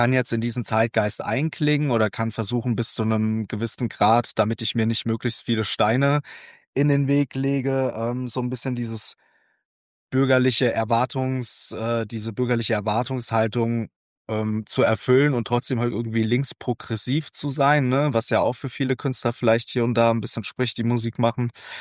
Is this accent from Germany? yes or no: yes; Hesse, Germany; 1995 in Dieburg, das ist bei Darmstadt, und dementsprechend wisst ihr jetzt auch, wo ich aufgewachsen bin und herkomme, und zwar im schönen Südhessen, direkt vor den Toren Darmstadts. Da habe ich meine meiste Zeit verbracht.